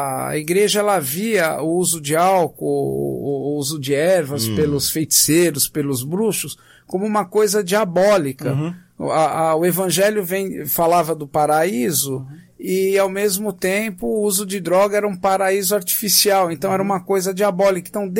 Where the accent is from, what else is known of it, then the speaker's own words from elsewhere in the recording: São Paulo, Brazil; No meu caso, eu cresci num bairro da Pompeia, em São Paulo.